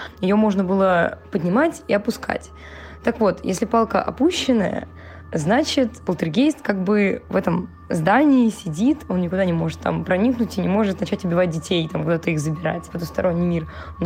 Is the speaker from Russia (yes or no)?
yes; Novocheboksarsk, Chuvashia, Russia; Я из Новочебоксарска, и у нас в новочебоксарской школе была такая легенда про синий халат.